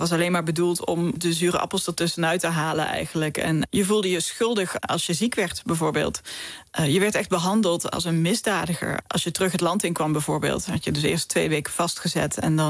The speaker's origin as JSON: {"language": "Dutch", "town": "Geleen", "region": "Limburg", "country": "Netherlands", "said": "ik kom uit Geleen in Zuid-Limburg. En het ligt een beetje zo ingeknepen tussen België en Duitsland. En ja, aan het einde van Nederland eigenlijk."}